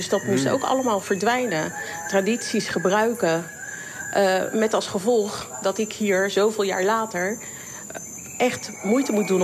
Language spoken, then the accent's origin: Dutch; Papua, Indonesia; mijn moeder is hier in 58 gekomen. Zo lang zijn we hier. Als iemand, niemand weet dat ik een Papoea ben, dat raadt niemand. Als ik het vertel, dan weten ze nog niet wat dat is en waar ik vandaan kom.